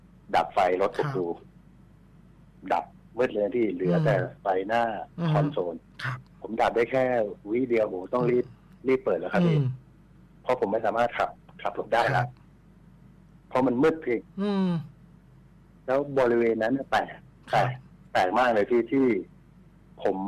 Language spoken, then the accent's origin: Thai; Central Thailand, Thailand; เพราะเราเป็นคนภาคกลางส่วนแฟนคนภาคอีสาน